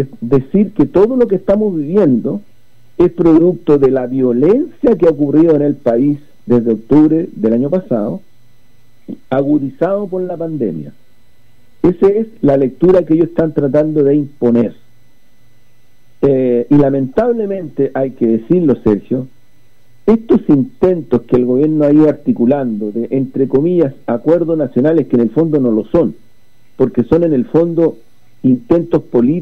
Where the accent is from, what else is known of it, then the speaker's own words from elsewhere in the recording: Chile; necesitamos como pueblo chileno superar este capitalismo salvaje